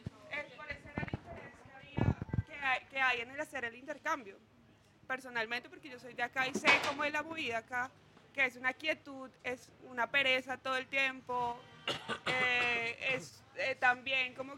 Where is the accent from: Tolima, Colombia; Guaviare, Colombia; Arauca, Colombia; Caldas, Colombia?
Tolima, Colombia; Ibagué; Como nosotros, personas que somos del Tolima y Ibagué, podemos aportar con lo que ya hemos aprendido